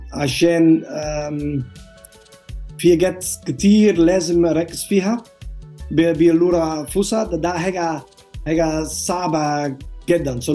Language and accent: Arabic; Netherlands; Arabic is a second language; now in Egypt; انا دلوقتي من هولندا، انا بعمل كذا كذا هنا في مصر.